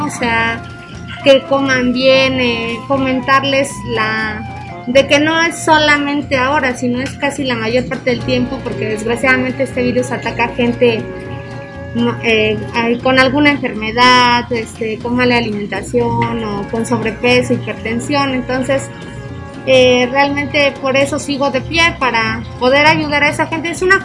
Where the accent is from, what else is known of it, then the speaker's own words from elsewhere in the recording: Mexico; creo que es parte de como mexicanos entender la situación